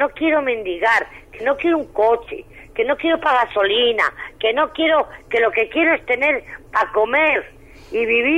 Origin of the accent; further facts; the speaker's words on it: Santovenia de Pisuerga, Castile and León, Spain; Yo soy de Santo Venia